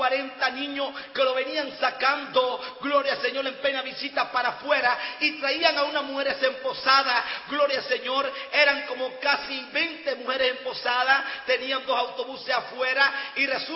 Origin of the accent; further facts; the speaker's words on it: Venezuela; Yo, de 34 cárceles que he visitado en mi país, gloria al Señor, porque tuve un llamado después de haber salido de libertad hace 7 años, gloria al Señor, que el Señor me hizo un llamado de visitar las cárceles de Venezuela.